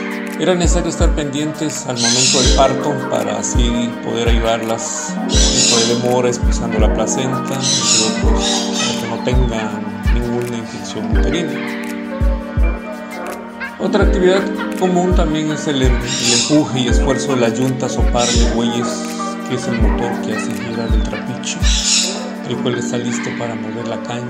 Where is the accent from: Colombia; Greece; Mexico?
Mexico; San Juan Colorado, Oaxaca; first language Mixtec; Spanish is a second language; un placer saludarles desde la costa chica oaxaqueña. … originario del pueblo de San Juan Colorado, del distrito de Jamitepec, donde nuestra lengua materna es el mixteco.